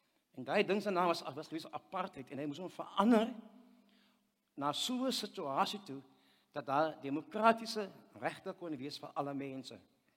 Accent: Wellington, Western Cape, South Africa; Nou, ek het groot geword in Wellington, en ek het skool gegaan

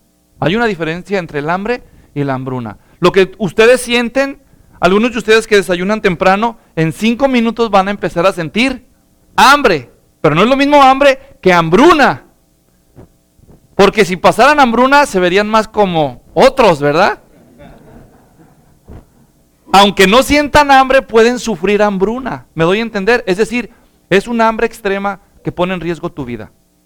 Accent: Guadalajara, Jalisco, Mexico; Como decimos los mexicanos, al menos los que somos de Guadalajara, allá del barrio, cuando éramos niños

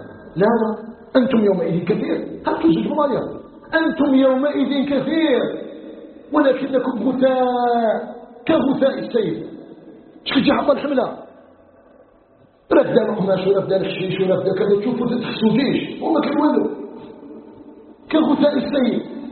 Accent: Algeria; نسأله سبحانه وتعالى أن يجعل بلدنا الجزائر بلدا آمنا مطمئنا وسائر بلاد المسلمين

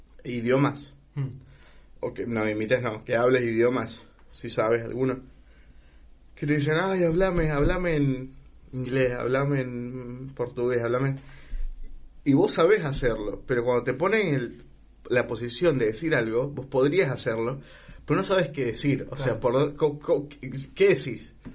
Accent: Honduras; moved away; yo no sueno como hondureño. No hablo como hondureño porque hace mucho tiempo estoy acá y porque antes de estar acá viví en muchos países que no hablaban como hondureños, claramente.

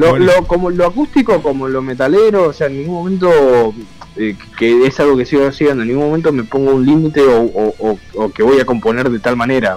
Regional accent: Luján, Buenos Aires Province, Argentina; Yo soy de Luján.

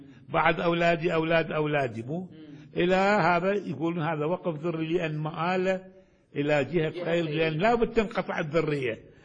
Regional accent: Baghdad, Baghdad Governorate, Iraq; ولذلك كان في عندنا في بغداد

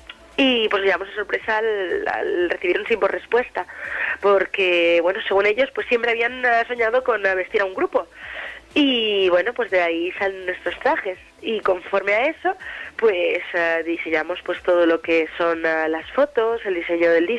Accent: Barcelona, Catalonia, Spain; moved away as an adult; now in Madrid, Spain; Sí, todos somos de Barcelona. Pero hará cosa de un año y unos cuantos meses que Marc y yo pues nos trasladamos a Madrid.

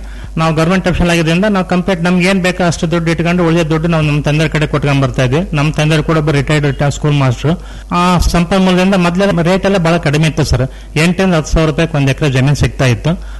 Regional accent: Honnamaradi, Karnataka, India; ನಾನು 92ಕ್ಕೆ ನಮ್ಮ ಹೊನ್ನಮರಡಿ ಗ್ರಾಮಕ್ಕೆ ಬಂದೆ. ಅದಕ್ಕಿಂತ ಮುಂಚೆ ನೌಕರಿ ಮಾಡ್ತಾ ಇದ್ದೆ.

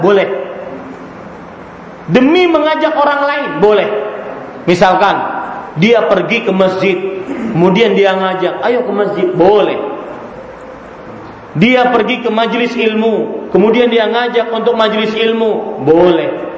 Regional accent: Banjarmasin, South Kalimantan, Indonesia; hati-hati kalau ke Banjarmasin, ke kota saya, Pak

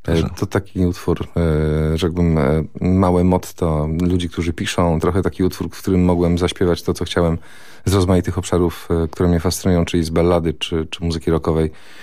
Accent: Greater Poland Voivodeship, Poland; Ale mentalnie chyba jestem taką mieszanką rozmaitych rzeczy, czyli urodziłem się i wychowałem mentalnie w Wielkopolsce

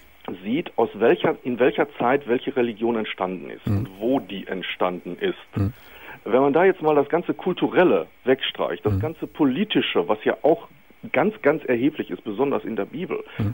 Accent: North Rhine-Westphalia, Germany; Ich komme aus dem Münsterland und der Münsterländer Katholizismus ist da sehr konservativ.

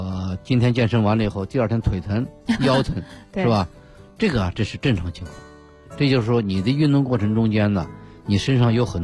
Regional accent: China

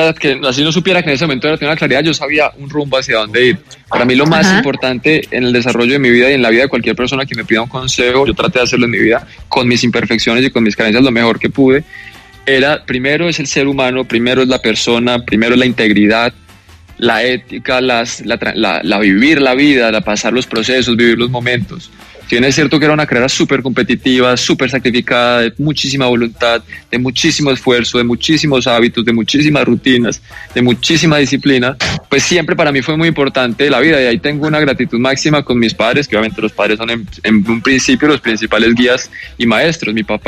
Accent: Bogotá, Colombia; moved away as an adult; fue como a los 18 que me fui de Bogotá, pues, y de Colombia. Empecé a ir mucho a Estados Unidos, a Florida.

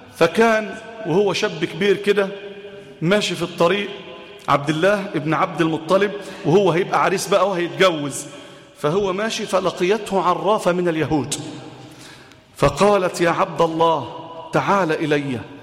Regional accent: Egypt; وعن بلادنا مصر

